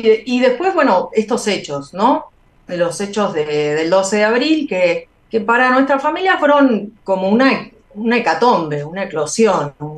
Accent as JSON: {"language": "Spanish", "country": "Argentina", "lives_now": "Mexico", "said": "sí, yo vine de Argentina, estoy exiliado, vine de Argentina."}